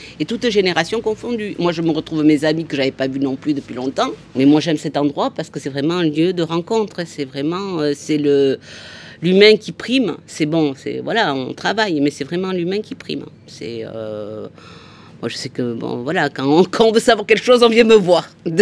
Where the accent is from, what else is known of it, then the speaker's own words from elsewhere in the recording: Mourenx, Nouvelle-Aquitaine, France; On a grandi ensemble à Mourenx.